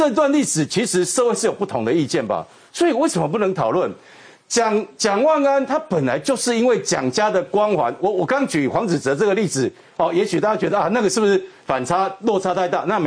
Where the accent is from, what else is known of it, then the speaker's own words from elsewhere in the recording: Taiwan; 我们台湾人很重视这个先人的拜拜或怎么样